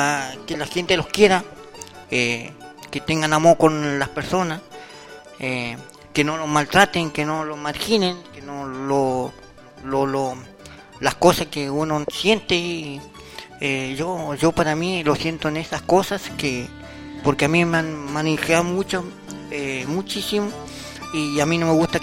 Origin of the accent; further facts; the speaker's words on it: El Bolsón, Río Negro, Argentina; Yo soy nacido en el Bolsón